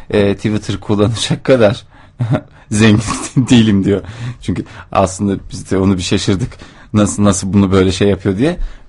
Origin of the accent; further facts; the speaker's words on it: Adana, Turkey; ben de Adanalıyım.